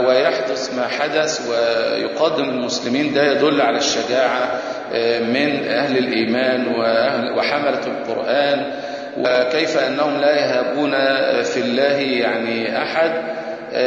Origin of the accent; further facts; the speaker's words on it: Egypt; ويمكن دي ما زالت موجودة في بعض القرى عندنا في مصر